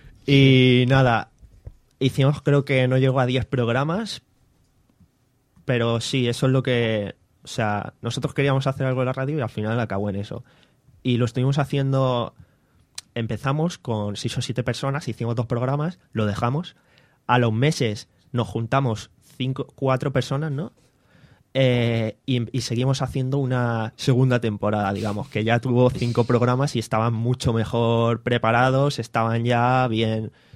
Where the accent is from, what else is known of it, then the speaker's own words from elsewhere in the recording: Valencian Community, Spain; vengo de la Virgen del Remedio. He vivido ahí toda la vida y poca cosa más. Vengo de esa zona.